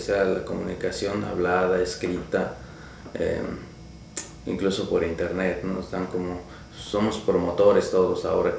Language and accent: Spanish; Oaxaca, Mexico; soy del sur de México, del estado de Oaxaca.